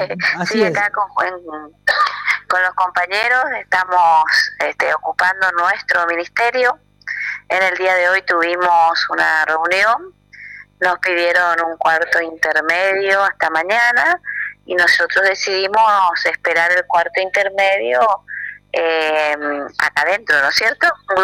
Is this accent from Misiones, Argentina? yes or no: yes; Oberá, Misiones, Argentina; yo no soy de Posadas, soy de Oberá